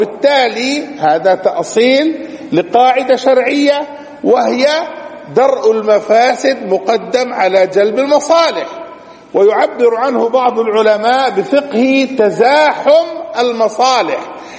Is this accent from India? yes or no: no; Palestine; ومن أدل دليل على ذلك الواقع في بلادنا فلسطين